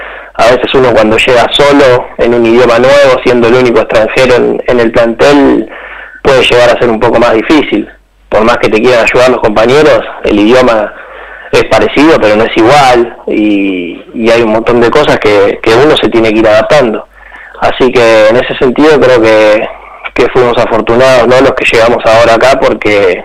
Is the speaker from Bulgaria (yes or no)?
no; Argentina; En este plantel nos toca, somos 8 argentinos